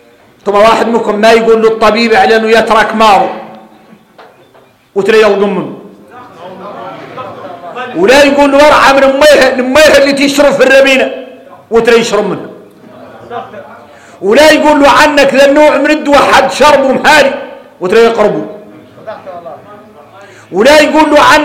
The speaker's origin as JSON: {"language": "Arabic", "country": "Mauritania", "said": "وإحنا موريتاني"}